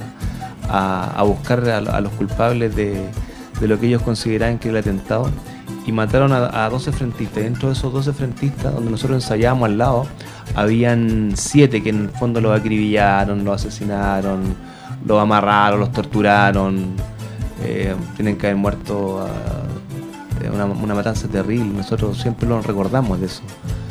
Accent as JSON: {"language": "Spanish", "town": "Recoleta", "region": "Santiago Metropolitan Region", "country": "Chile", "tie": "born or raised there", "said": "nosotros somos de Recoleta originario, y en una calle que se llama Pedro Donoso con Recoleta"}